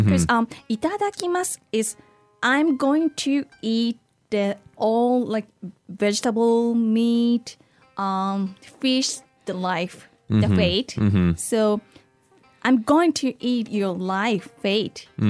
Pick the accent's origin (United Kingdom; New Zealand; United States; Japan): Japan; Kumamoto; English is a second language; in my hometown, Kumamoto Prefecture is very, very, very famous for horse meat.